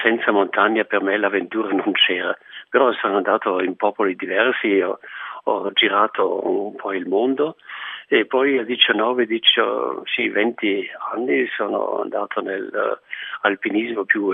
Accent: Bolzano, Trentino-Alto Adige, Italy; sono nato vicino a Bolzano e ho fatto la prima vita a Bolzano.

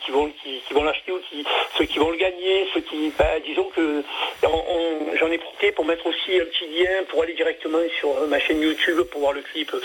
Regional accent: Marseille, Provence-Alpes-Côte d'Azur, France; born there; accent: Marseille; Je vis dans une petite ville qui est à 3 km de Toulon, qui est au Loul, entre Sanary et Toulon. Mais au départ, je suis originaire de Marseille, hein, je suis né là-bas.

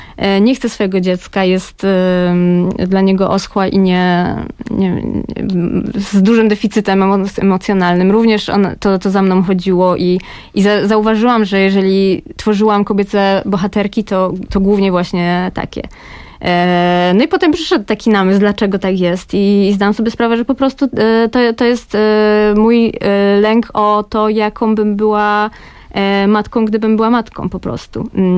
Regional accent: Kraków, Lesser Poland, Poland; ja pochodzę z Krakowa, urodziłam się w Nowej Hucie, ale w takiej Nowej Hucie troszeczkę już nowocześniejsze i ona jest zbliżona trochę już do, powiedzmy, innych dzielnic Krakowa

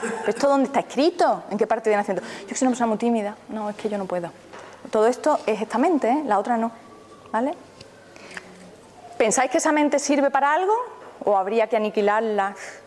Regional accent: Seville, Andalusia, Spain; Puede ser, aquí viví enfrente del mar. Yo que vengo de Sevilla, que es más durillo.

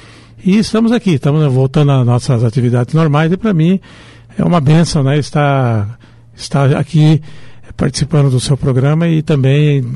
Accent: Paraná, Brazil; also born or lived in Rio de Janeiro / São Paulo / Corumbá; now in Foz do Iguaçu, Brazil; Eu sou um carioca de Araque, né? Porque eu nasci no Rio, mas fui criado no Paraná, estado de São Paulo, Mato Grosso do Sul, né, em Corumbá.

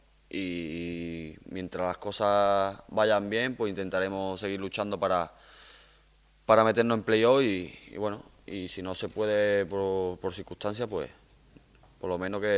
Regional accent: Córdoba, Andalusia, Spain; Sí que es verdad que es el equipo de mi ciudad, ¿no? Y como cordobés que soy.

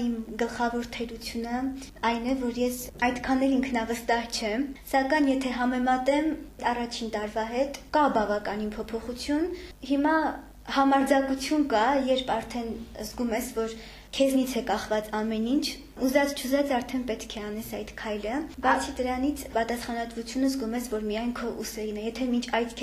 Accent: Ukhtadzor, Nagorno-Karabakh, Azerbaijan; Ոչ, ես Հադրութից եմ, Հադրութի շրջանի Ուխտաձոր գյուղից։

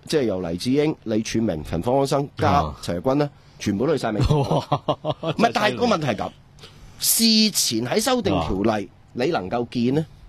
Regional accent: Hong Kong; 我哋香港人先有保护啊！

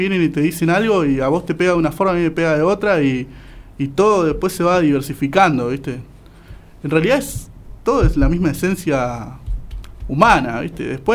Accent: González Catán, Buenos Aires Province, Argentina; yo soy González Catán, viste, yo me crié en González Catán

